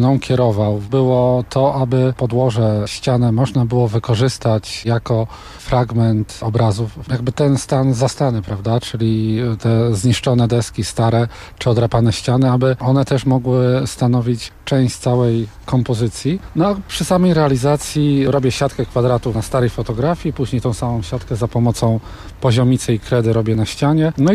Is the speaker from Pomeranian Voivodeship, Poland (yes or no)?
no; Sanok, Subcarpathian Voivodeship, Poland; jestem z Sanoka, jestem malarzem, twórcą murali.